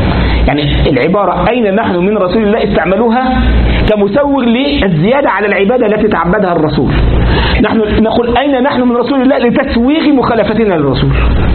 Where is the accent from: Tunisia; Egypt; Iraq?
Egypt; لكن بعض الناس بقى عندنا في مصر